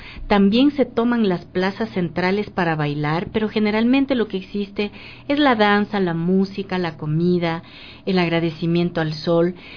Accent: Riobamba, Chimborazo, Ecuador; Sí, yo soy de Riobamba.

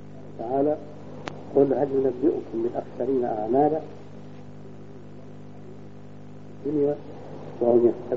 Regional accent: Syria; عندنا في الشام

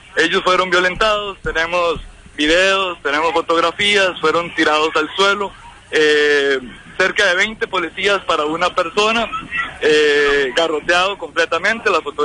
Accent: Costa Rica; Y soy un costarricense que no se siente pico frente a estas circunstancias.

